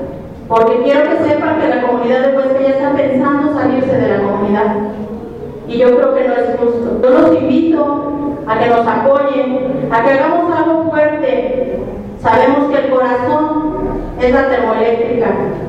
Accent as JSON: {"language": "Spanish", "country": "Mexico", "said": "Ojalá y de veras respondamos como mexicanos."}